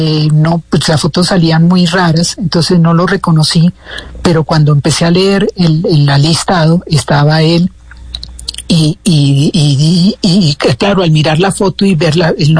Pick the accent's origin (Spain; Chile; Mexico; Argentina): Argentina; now in Colombia; en la época en que yo me vine de Argentina, en el año 70